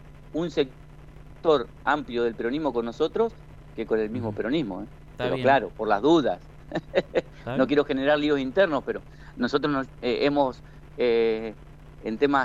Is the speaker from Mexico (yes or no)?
no; General San Martín, Argentina; Nosotros formamos en mi pueblo un frente con gente de todos los partidos.